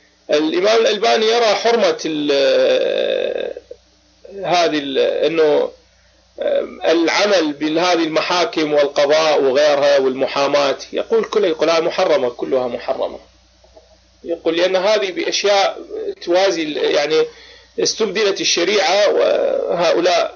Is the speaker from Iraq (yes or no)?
yes; Baghdad, Baghdad Governorate, Iraq; لا أنا من العراق، أنا عراقي بغدادي. نعم تمام، أنا عراقي.